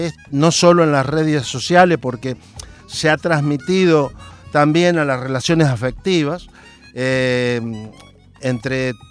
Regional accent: interior, Argentina; now in Buenos Aires, Argentina; cuando mi familia, como muchos argentinos, tuvimos que emigrar por trabajo de mi padre, del interior de Argentina a rumbo a dónde, a la capital federal, a Buenos Aires

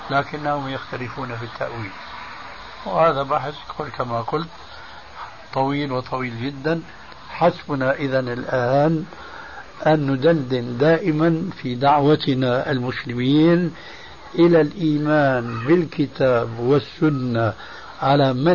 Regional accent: Syria; كما يقولون عندنا في سوريا

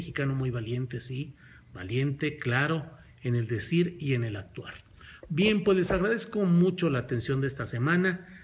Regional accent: Spain; Soy española.

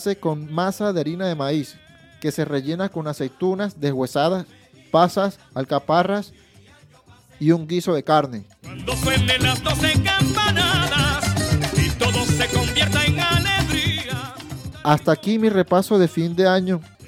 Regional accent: Venezuela; born there; Por último, en Venezuela, mi tierra, donde he nacido, la celebración de Año Nuevo es un evento familiar

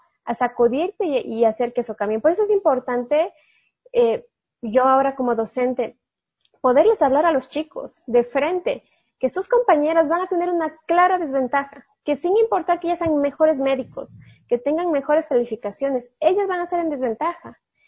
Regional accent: Cuenca, Azuay, Ecuador; yo crecí como católica, muy católica, soy cuencana

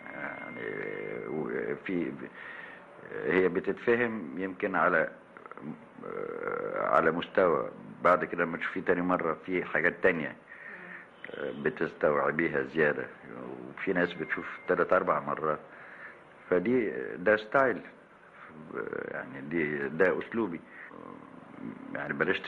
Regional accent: Alexandria, Alexandria Governorate, Egypt; وانا واد اسكندراني بيحكي على نفسي.

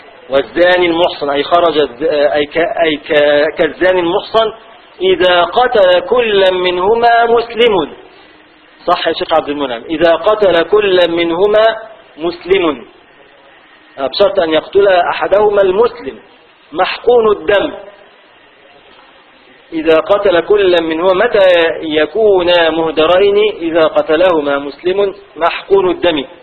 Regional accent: Egypt; دي بتاعتنا احنا مصرية

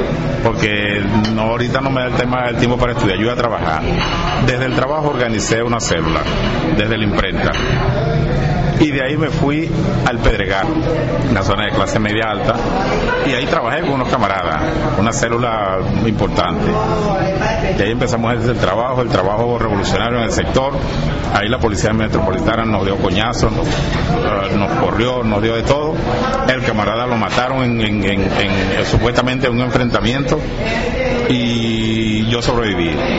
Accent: Upata, Bolívar, Venezuela; Un buen día hay una toma de un liceo en Upata, mi pueblo natal.

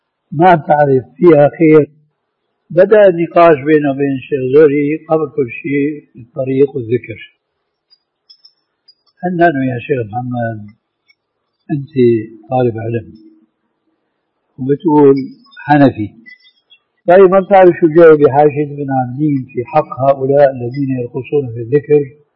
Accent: Syria; عندنا بالشام

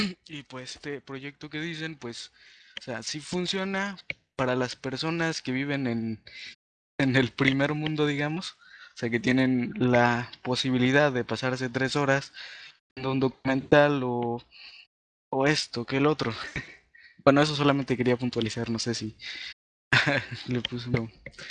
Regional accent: Veracruz, Mexico; yo que soy de Veracruz, México, lo que quiero hacer es empezarme a conectarme con los que estén cerca de mi comunidad

